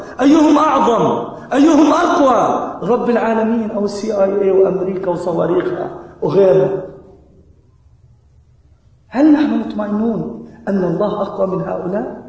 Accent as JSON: {"language": "Arabic", "country": "Palestine", "said": "أنا فلسطيني كما قال لكم الأخ"}